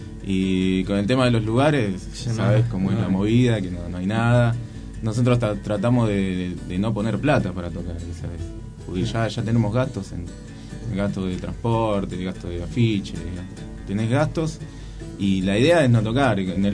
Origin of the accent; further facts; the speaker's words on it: Moreno, Buenos Aires Province, Argentina; Somos de acá, de Moreno.